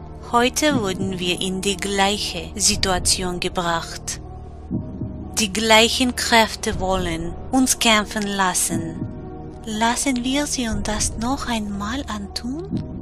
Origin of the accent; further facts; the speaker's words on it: Russia; born there; German is a second language; ich bin eine gebürtige Russin. Ich spreche kein Deutsch. Mein deutscher Freund hat mir geholfen, dieses Video zu machen. Entschuldigt bitte meinen Akzent.